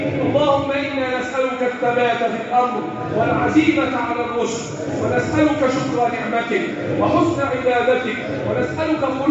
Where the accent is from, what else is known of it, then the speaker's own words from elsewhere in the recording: Egypt; اللهم احفظ بلدنا مصر وسائر بلاد